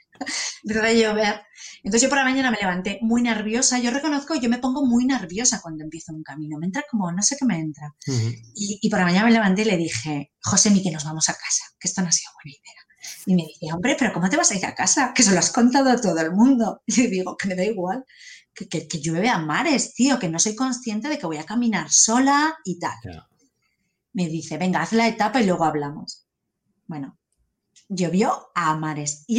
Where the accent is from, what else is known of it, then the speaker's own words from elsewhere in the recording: Spain; Y le digo, ¿cómo saben que soy española?